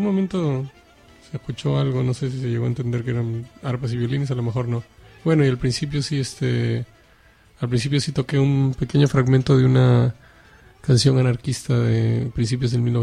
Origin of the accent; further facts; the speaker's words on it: Lima, Peru; moved away as an adult; now in Barcelona, Spain; Pues yo crecí en Lima, ¿no? Crecí en Perú. Y originalmente soy de aquí, de Barcelona, pero desde los 7 años hasta los 24 años viví en el Perú, ¿no?